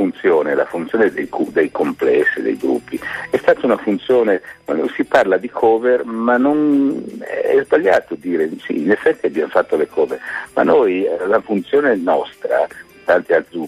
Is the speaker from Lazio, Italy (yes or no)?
no; Milan, Lombardy, Italy; No, non lo so il milanese, io sono un milanese che non sa.